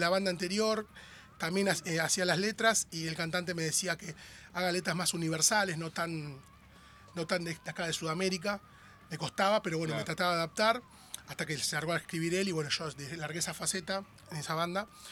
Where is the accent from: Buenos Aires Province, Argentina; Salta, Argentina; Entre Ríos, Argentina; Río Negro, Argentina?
Buenos Aires Province, Argentina; José León Suárez; Yo soy de José Lón Suárez.